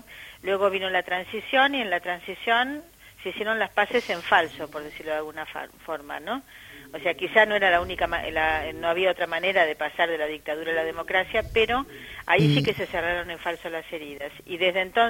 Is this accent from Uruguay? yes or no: no; Argentina; a mí como argentina, lo decías muy bien, es un país que sí ha trabajado la memoria